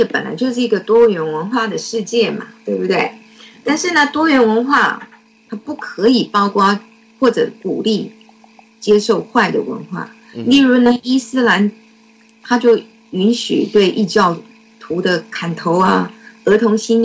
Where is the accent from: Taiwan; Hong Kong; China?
Taiwan; 我们从小在台湾接受的国民党给我们的教育